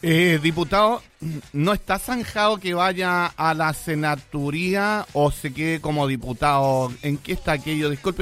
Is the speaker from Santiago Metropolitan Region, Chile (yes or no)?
no; Quilpué, Valparaíso, Chile; Yo soy de Quilpué.